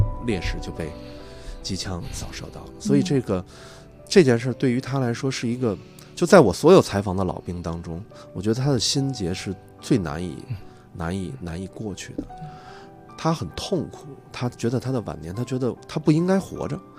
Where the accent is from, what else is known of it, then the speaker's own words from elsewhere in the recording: China; 对，我觉得这个可能正是我们中国人最宝贵的一点